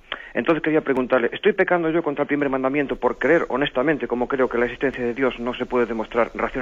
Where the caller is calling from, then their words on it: Pontevedra, Galicia, Spain; llamo de Pontevedra.